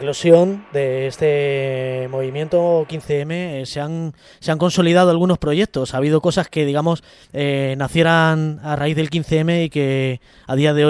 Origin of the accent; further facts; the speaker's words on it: Madrid, Community of Madrid, Spain; yo por lo menos lo digo como madrileño, me siento muy orgulloso de que Madrid haya sido referente